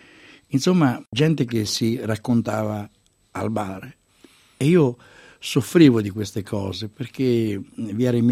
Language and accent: Italian; Sant'Elpidio a Mare, Marche, Italy; born there; io sono nato a Sant'Elpidio a Mare, una bellissima cittadina, una città nobile del centro Italia. Lei mi dice marchigiano, mi identifico molto nell'arte della nostra regione